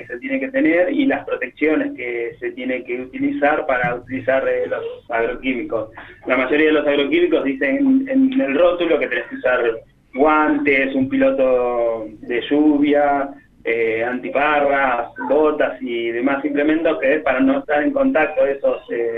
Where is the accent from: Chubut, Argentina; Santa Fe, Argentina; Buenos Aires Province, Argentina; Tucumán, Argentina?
Buenos Aires Province, Argentina; Monte Grande; Somos de Monte Grande